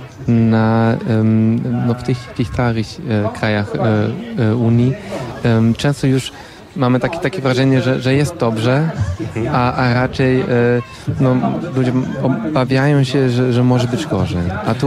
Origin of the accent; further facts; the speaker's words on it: Berlin, Germany; Polish is a second language; Ja już na uczelni uczyłem się trochę polskiego z ciekawości. Jestem z Berlina, tam też studiowałem.